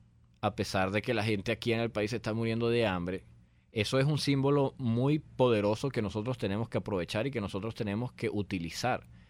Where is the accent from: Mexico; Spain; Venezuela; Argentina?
Venezuela; somos los ciudadanos venezolanos, somos la ciudadanía venezolana luchando contra un tirano